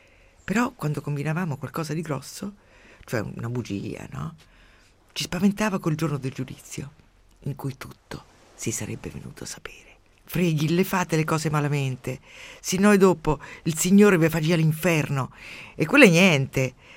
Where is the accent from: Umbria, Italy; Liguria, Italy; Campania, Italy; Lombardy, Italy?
Umbria, Italy; Quando ero piccola, per me il mondo era diviso in due. Nel mio paesino umbro c'erano la torre e la casa rossa.